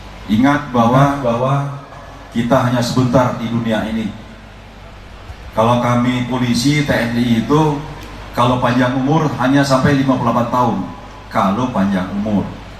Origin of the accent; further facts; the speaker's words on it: Bengkulu, Indonesia; Kebetulan saya juga putra daerah di sini. Saya belum sampai 2 bulan jadi Kapolda Bungkulu.